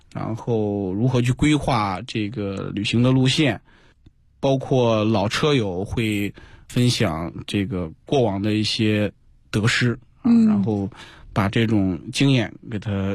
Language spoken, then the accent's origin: Chinese; China; 向这个营地的游客去展示我们这个中国人的风采